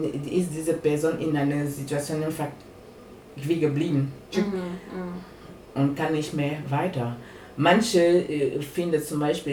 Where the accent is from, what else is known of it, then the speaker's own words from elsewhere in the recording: Cameroon; German is a second language; now in Germany; Also ich bin in Kamerun aufgewachsen.